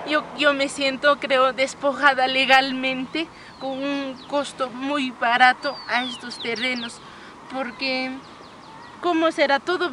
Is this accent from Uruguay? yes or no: no; Chinchero, Cusco, Peru; saben que soy de Chinchero